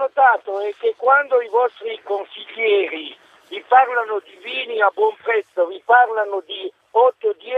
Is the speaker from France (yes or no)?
yes; France; now in Italy; Sono francese, sì, però vivo in Italia.